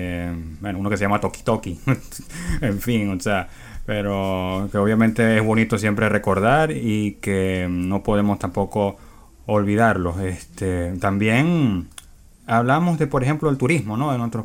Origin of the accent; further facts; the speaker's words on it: Venezuela; Igual que en mi país también. Exactamente, la música oficial, digamos, entre otras en Venezuela, el joropo